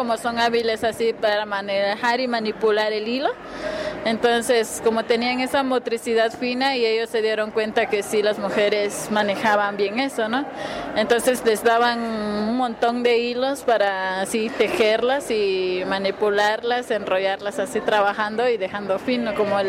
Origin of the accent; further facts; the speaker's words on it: Huehuetenango, Guatemala; Spanish is a second language; Es el pueblo Janjobal, que se ubica en Huehuetenango, en el norte de Huehuetenango, fronterizo con Chiapas. Y sí, es casi vecino con Chiapas. Soy bilingüe. Oh, trilingüe, porque también domino un poco lo que es el acateco